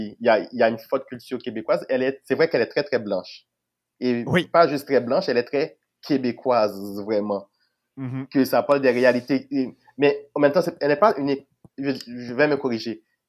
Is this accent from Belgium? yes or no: no; Haiti; now in Canada; Oh oui, vu que je venais d'Haïti et que j'avais...